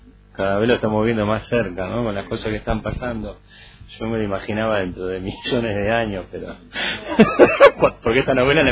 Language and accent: Spanish; Buenos Aires, Argentina; No, yo soy del Bajo Flores, pero sí había muchos amigos por San Martín